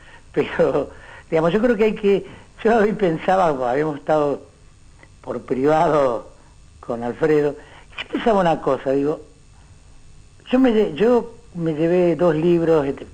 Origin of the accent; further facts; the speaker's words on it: Florencio Varela, Buenos Aires Province, Argentina; born there; Nací en Florencio Varela y viví